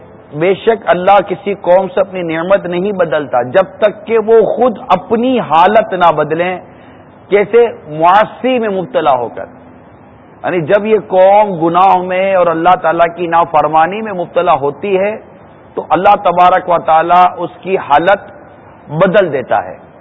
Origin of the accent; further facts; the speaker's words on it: Karachi, Sindh, Pakistan; born there; میری بھی باب المدینہ کی پیدائش ہے